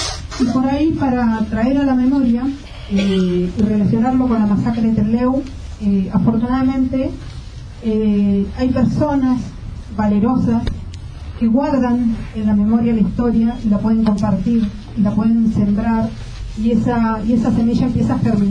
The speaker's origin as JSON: {"language": "Spanish", "country": "Costa Rica", "moved": "yes", "lives_now": "Argentina", "said": "Yo cuando me vine acá muy jovencita a esta zona, yo soy de Costa Rica"}